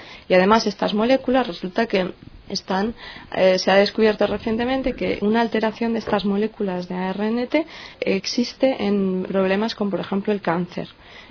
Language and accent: Spanish; Madrid, Community of Madrid, Spain; moved away as an adult; now in France; soy española y vengo de Madrid. Y vine a hacer mi tesis a Francia.